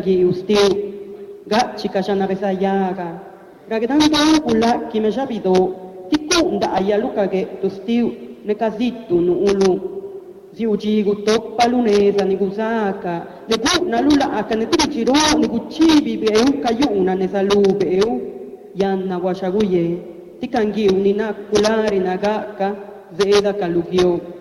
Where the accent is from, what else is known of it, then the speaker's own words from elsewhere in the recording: Oaxaca, Mexico; first language Zapotec; Spanish is a second language; mi saludo fue en mi idioma materno, que es el diyazá o zapoteco de la región del Istmo de Oaxaca.